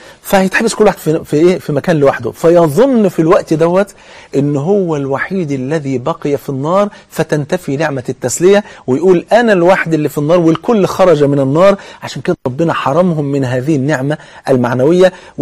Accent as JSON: {"language": "Arabic", "country": "Egypt", "said": "زي ما انا كده كمصري مثلا بلغه مصر"}